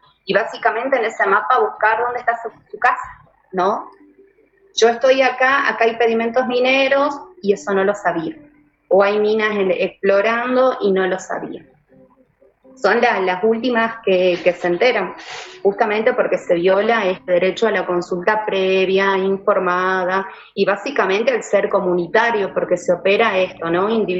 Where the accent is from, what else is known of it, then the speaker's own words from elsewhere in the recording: Abrapampa, Jujuy, Argentina; En mi caso, yo crecí en Abrapampa